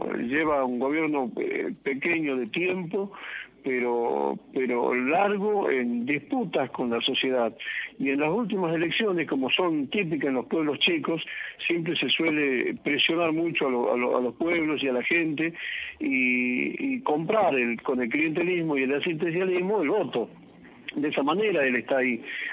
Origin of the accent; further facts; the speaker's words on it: Jujuy, Argentina; pues yo soy jujeño